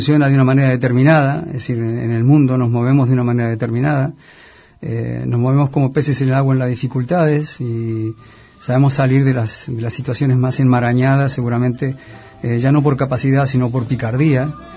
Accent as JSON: {"language": "Spanish", "country": "Argentina", "said": "yo soy un artista argentino"}